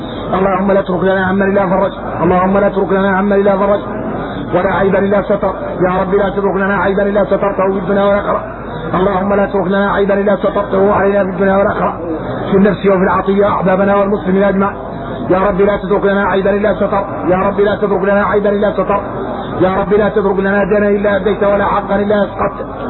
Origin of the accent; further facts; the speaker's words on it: Mauritania; احنا موريتاني بين الكبرى